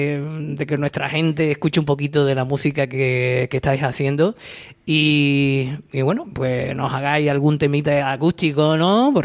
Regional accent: Coín, Andalusia, Spain; de mi pueblo, de Coín. O sea, un coíno ahí entre estos granaínos

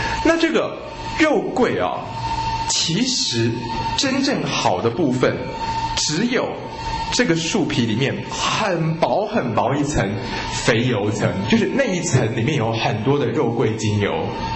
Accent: China; 我们中国人也称之为官桂

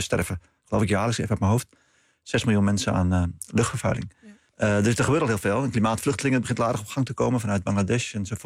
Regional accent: Netherlands; Om echt onder ogen te zien dat wij als Nederlanders met dit land niet aan de goede kant van de geschiedenis stonden.

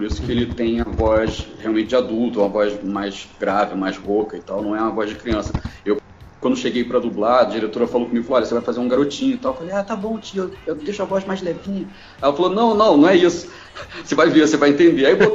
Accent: Rio de Janeiro, Brazil; porque eu sou do Rio, então eu

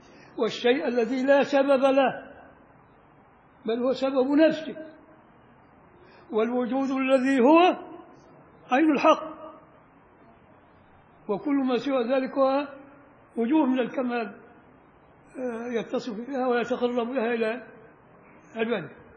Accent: Upper Egypt, Egypt; أنا صعيدي عشان ما حدش يزعل، بس الصعيدة لا يعترفون بنا، ولك الصعيد فوق، تروح لغاية المليون الصعيد فوق، فين بقى؟ احنا في بني سويف

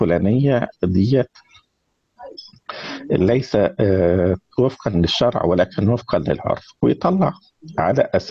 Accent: Egypt; ولكن كان في مناطق تانية زي عندنا في مصر في سيناء

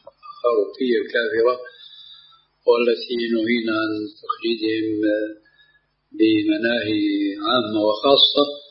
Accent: Syria; now in Jordan; ولو أمثل هنا في الأردن وفي عندنا في سوريا

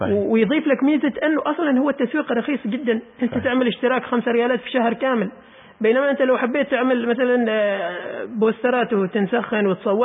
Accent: Oman; ولكن في يعني استخدام الأسواق الإلكترونية ما كثير دارج هنا عندنا في عمان يعني

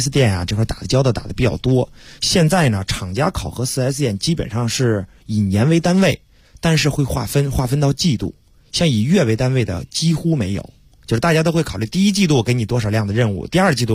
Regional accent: Hebei, China; now in Beijing, China; 包括我也是外地的，我是河北的，对吧？

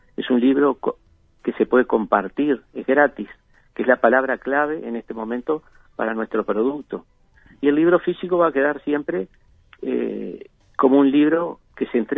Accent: Maldonado, Uruguay; a pesar que yo soy nativo de acá de Maldonado

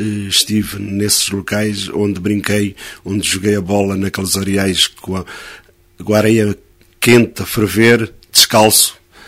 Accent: Angola; tudo que hoje também me marca é a minha juventude em Angola.

